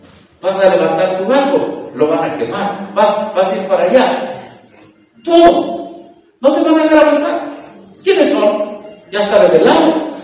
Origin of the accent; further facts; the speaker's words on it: Mexico; Y como soy mexicano, ellos odian a los que no son.